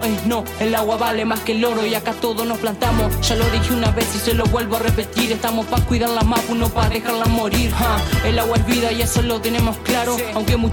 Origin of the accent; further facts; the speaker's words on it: Chubut, Argentina; Soy un chubutano, un guanaco